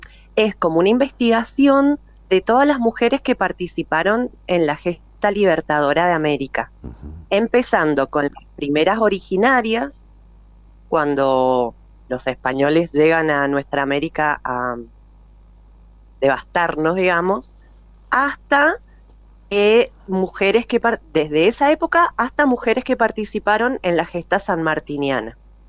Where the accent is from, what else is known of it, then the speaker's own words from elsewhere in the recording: Mendoza, Argentina; como yo soy mendocina